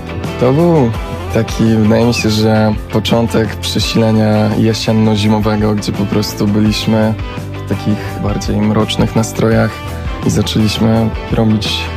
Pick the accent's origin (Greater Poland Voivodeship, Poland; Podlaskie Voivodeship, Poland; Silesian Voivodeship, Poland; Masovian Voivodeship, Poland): Masovian Voivodeship, Poland; Warsaw; born there; Ja się urodziłem w Warszawie, ale nie mieszkałem tutaj przez większość życia